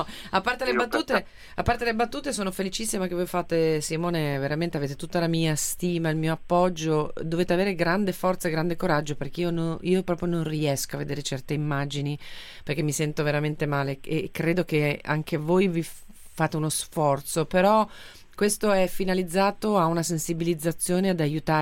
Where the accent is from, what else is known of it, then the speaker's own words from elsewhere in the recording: Apulia, Italy; io sono originaria della Puglia